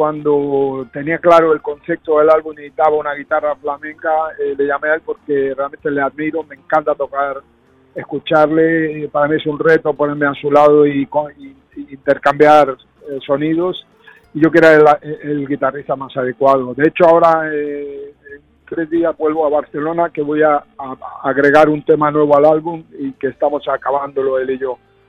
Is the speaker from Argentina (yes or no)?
yes; Argentina; also born or lived in Madrid, Spain / United States; mi familia tiene muchas raíces, y yo tengo raíces sureñas, aunque yo nací en Madrid y me crié en Argentina, en Latinoamérica y Estados Unidos, también la parte sureña a mí es muy marcada